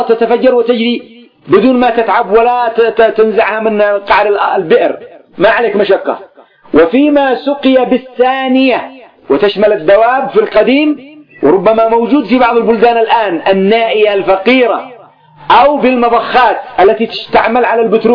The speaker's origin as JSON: {"language": "Arabic", "country": "Yemen", "said": "عندنا في اليمن هنا في بلادي يقولون: اليوم سنذهب نسني، عندي نسني الماء، نسني الزراعة."}